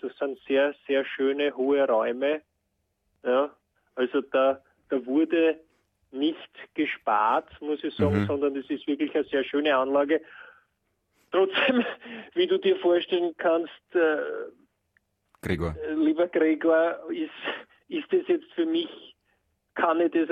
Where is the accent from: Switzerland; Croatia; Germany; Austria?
Austria; Geinberg, Upper Austria; ich bin aus Geinberg, aber das kennt man, kennen die wenigsten und Ried ist sozusagen das nächstgrößere.